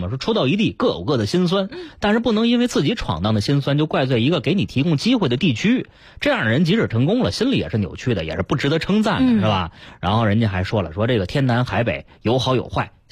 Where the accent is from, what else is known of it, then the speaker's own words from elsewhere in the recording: Beijing, China; 我们北京人